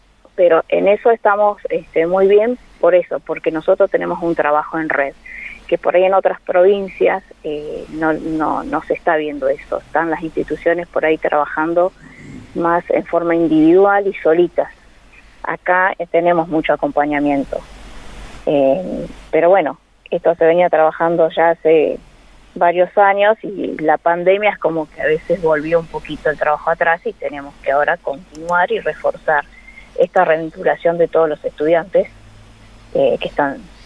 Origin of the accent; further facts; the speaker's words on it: Santa Rosa, Argentina; todos los colaboradores somos de Santa Rosa, entonces acá nos es más fácil.